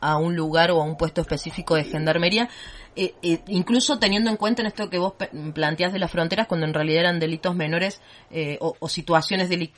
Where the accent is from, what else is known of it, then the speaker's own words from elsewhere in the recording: Córdoba, Argentina; Yo salgo a caminar a la noche por mi pueblo, yo soy de una de las ciudades de Sierra Chica